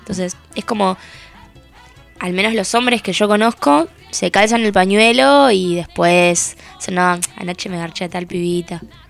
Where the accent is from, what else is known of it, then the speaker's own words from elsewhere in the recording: La Plata, Buenos Aires Province, Argentina; Soy de La Plata, sí.